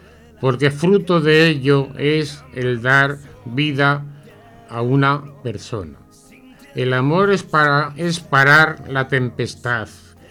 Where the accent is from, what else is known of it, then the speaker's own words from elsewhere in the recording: Aragon, Spain; como yo soy aragonés, digo, la pilarica.